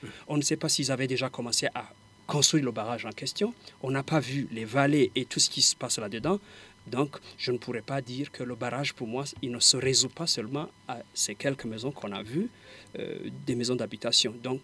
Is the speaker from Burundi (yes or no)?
yes; Burundi; Et nous, tous, en tant que Burundais, qu'est-ce que nous devons faire pour essayer de soutenir pour que ça aille mieux?